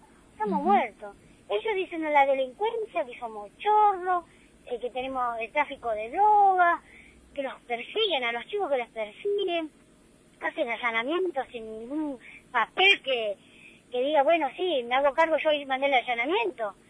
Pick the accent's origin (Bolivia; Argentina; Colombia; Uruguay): Argentina; como ciudadanos argentinos que somos nosotros